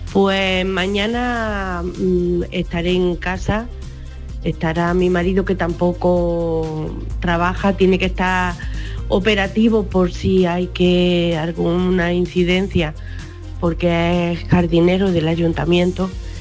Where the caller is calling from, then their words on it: Bailén, Andalusia, Spain; de Bailén.